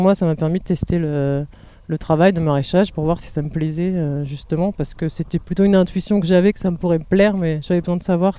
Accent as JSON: {"language": "French", "region": "Hauts-de-France", "country": "France", "said": "Alors moi je viens du Nord et je suis montée à Paris pour faire mes études après le bac"}